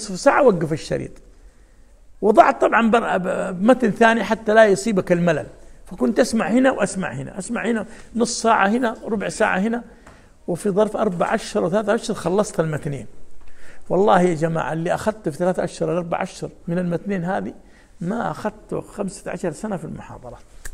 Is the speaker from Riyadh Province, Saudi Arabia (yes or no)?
no; Jeddah, Makkah Province, Saudi Arabia; وأذكر أنا أول ما نشأت يعني جلست في مدينة جدة، جلسنا 10 سنوات